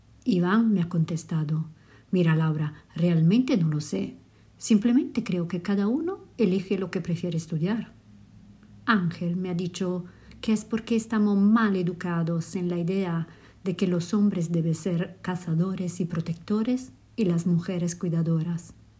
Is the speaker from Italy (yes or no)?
yes; Italy; Spanish is a second language; now in Madrid, Spain; italiana recién mudada a Madrid, por eso perdón mi castellano.